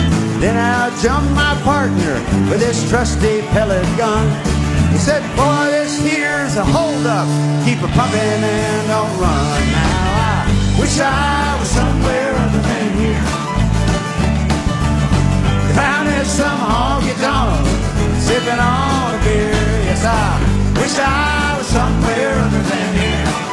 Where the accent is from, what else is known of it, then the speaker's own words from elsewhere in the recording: Gulf Coast, United States; I grew up on the Gulf Coast where the Krispy Kreme and the Crystal originated.